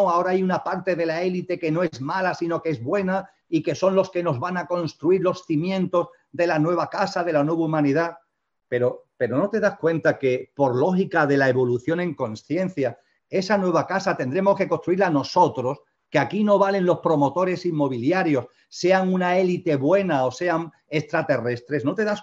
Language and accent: Spanish; Andalusia, Spain; en Andalucía, donde yo resido, donde yo vivo, donde yo nací y vivo